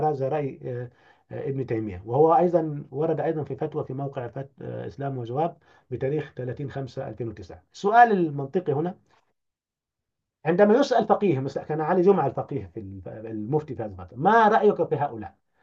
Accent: Upper Egypt, Egypt; أنا كصعيدي ريفي يعني عايشت هذا الأمر،

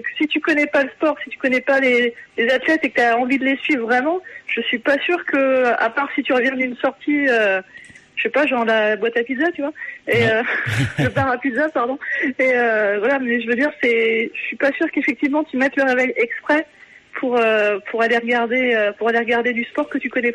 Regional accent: Centre-Val de Loire, France; j'adore la Sologne parce que je suis originaire de Sologne

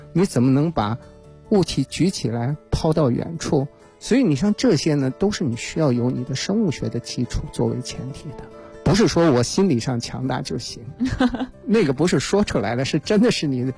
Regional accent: Changzhi, Shanxi, China; 我是那个4月份呢去我的故乡山西啊，去长治做过一次他们马拉松的论坛

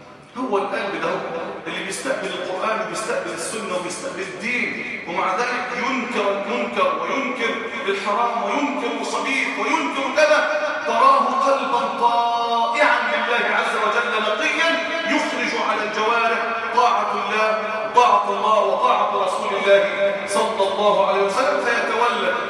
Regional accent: Egypt; اللهم اجعل بلدنا مصر الامن الامانه

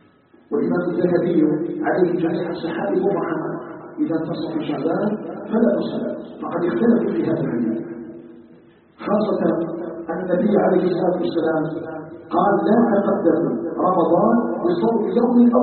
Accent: Algeria; نسأله سبحانه أن يجعل بلدنا الجزائر بلدا آمنا مطمئنا

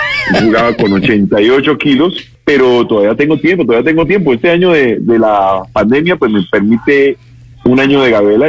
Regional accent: Cali, Valle del Cauca, Colombia; now in Bogotá, Colombia; aquí en Bogotá, yo soy caleño, pero adoptado en Bogotá como ciudad de trabajo

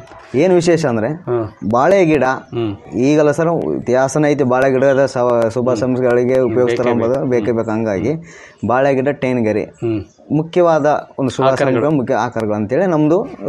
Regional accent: Kaddirampura, Karnataka, India; ಕಡ್ಡಿರಾಮಪುರ, ನಮ್ಮೂರು, ವಿಜಯನಗರ ಜಿಲ್ಲೆ

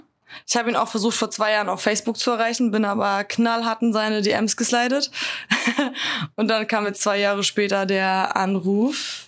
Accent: Schleswig-Holstein, Germany; bei uns in Nordfriesland, ich komme nicht aus Flensburg, aber aus der Region, da tickt natürlich die Uhr irgendwie so ganz anders als in der Stadt, ne, wenn du wirklich so zwischen Deichen und Schafen nur groß wirst.

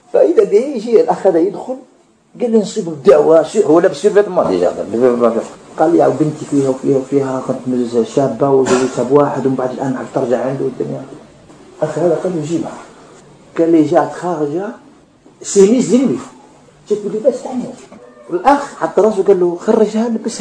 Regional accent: Algeria; الرقية عندنا في الجزائر

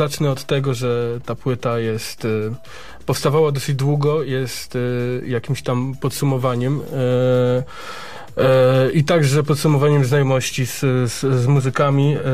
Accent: Aleksandrów Kujawski, Kuyavian-Pomeranian Voivodeship, Poland; Po prostu pochodzimy z dziury, która nazywa się Aleksandrów Kujawski.

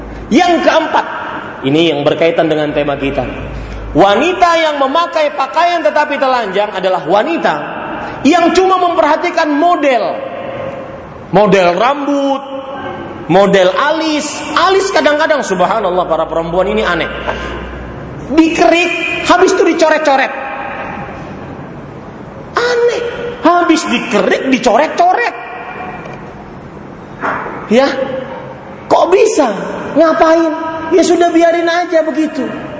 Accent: Banjarmasin, South Kalimantan, Indonesia; Di Banjarmasin, Pak, di kota saya, kalau di sini mungkin kotanya emas. Di Banjarmasin kota batu, batu hitam panas.

